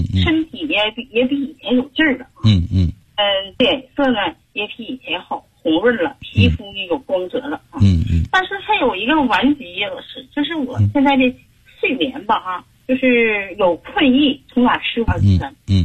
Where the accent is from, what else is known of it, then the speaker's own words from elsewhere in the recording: Heilongjiang, China; 我们黑龙江那边呢，气候一变化